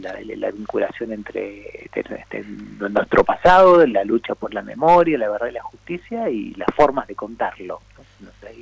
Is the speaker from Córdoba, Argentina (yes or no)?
no; Mendoza, Argentina; soy un autor mendocino, está claro